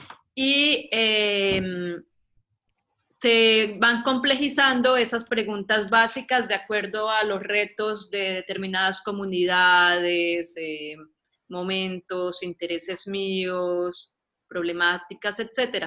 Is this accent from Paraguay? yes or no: no; Colombia; moved away as an adult; now in Argentina; yo soy colombiana, soy artista visual, llevo aquí ya varios años en Argentina, me trajo el invento y me quedé por el amor.